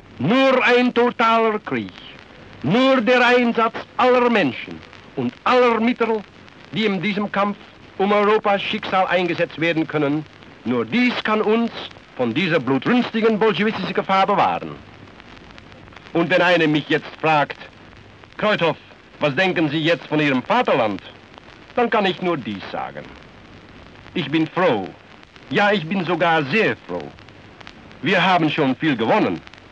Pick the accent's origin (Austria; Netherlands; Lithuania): Netherlands; German is a second language; Bei uns zu Hause in Holland sind noch viele Kameraden aus der Partei, die nur alleine für Holland arbeiten wollen.